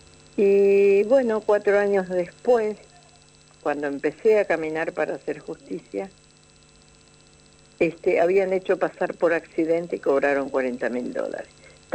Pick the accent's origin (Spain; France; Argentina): Argentina; Misiones; Yo vengo de la selva de Misiones, donde apenas tengo una primaria